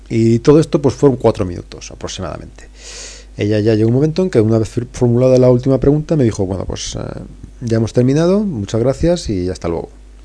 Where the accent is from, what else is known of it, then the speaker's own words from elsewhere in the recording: Madrid, Community of Madrid, Spain; Le dije que no, que era de Madrid